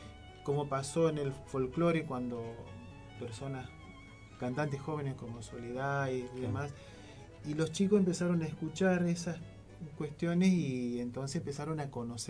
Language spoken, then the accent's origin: Spanish; Argentina; vos le decís sos de Argentina